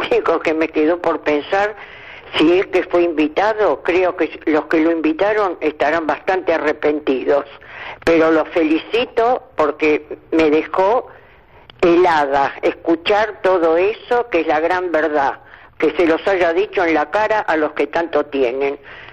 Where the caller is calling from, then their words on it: San Cristóbal, Argentina; soy de San Cristóbal.